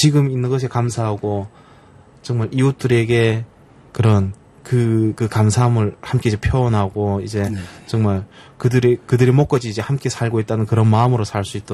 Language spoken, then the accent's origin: Korean; North Korea; 저를 포함해 그 우리 그 북한에서 온 영혼 그 친구들이